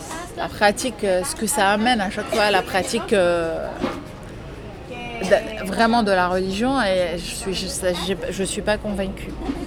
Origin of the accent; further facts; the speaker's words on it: Lebanon; Au Liban, j'ai, par exemple, en tant que Libanaise